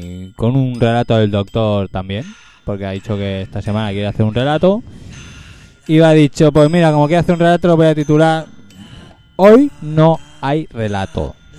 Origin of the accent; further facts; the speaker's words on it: Barcelona, Catalonia, Spain; ¿cómo somos los de Barcelona?